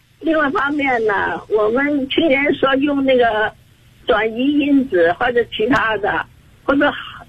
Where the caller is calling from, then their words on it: Shenzhen, Guangdong, China; 我来自广东深圳。今年79岁了。